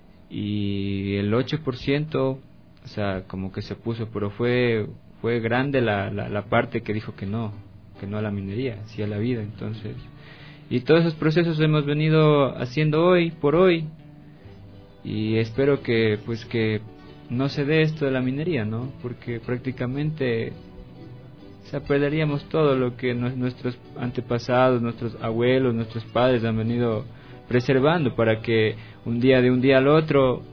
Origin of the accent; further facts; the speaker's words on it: Pacto, Pichincha, Ecuador; vengo de la comunidad de Ingapi, ubicada en la parroquia de Pacto, como a 2 horas al noroccidente de Pichincha.